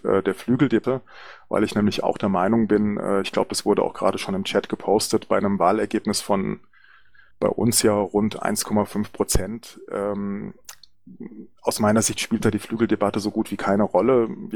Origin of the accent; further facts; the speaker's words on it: Hesse, Germany; ich möchte natürlich auch sehr gerne mein Heimatland Hessen besuchen